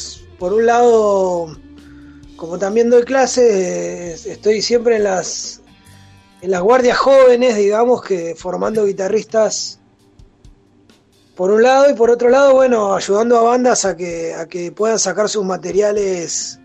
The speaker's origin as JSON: {"language": "Spanish", "town": "El Calafate", "region": "Santa Cruz", "country": "Argentina", "tie": "born or raised there", "also_born_or_lived": "Río Gallegos"}